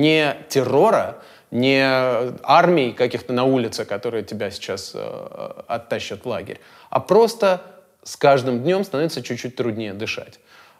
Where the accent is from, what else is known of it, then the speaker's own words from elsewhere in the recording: Riga, Latvia; also born or lived in United States; now in Russia; я из Риги. Большую часть жизни прожил в Америке. И в 2012 году случилась такая странная вещь. Меня пригласили в Москву работать.